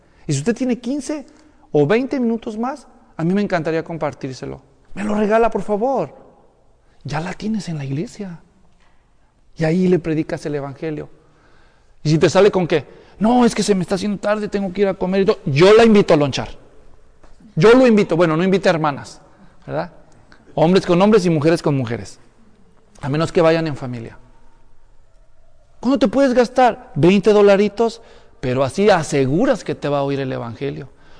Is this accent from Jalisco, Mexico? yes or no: yes; Ocotlán, Jalisco, Mexico; Si es de Ocotlán, de donde yo soy.